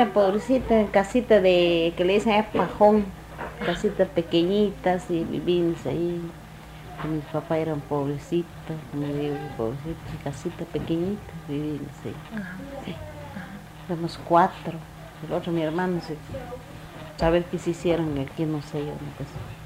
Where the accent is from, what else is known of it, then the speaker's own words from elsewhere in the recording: Guatemala; born there; Cuando nací, yo nací el 3 de noviembre del 49. Sí. Nací en Huitán